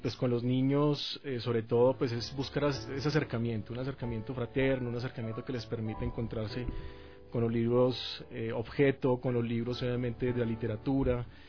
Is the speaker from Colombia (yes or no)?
yes; Colombia; moved away as an adult; now in Ecuador; mi acento me delata un poco, soy colombiano, pero ya, bueno, adoptado acá, bueno, hijo adoptivo de Ecuador. Ya llevo 10 años en el Ecuador, feliz de estar en este país.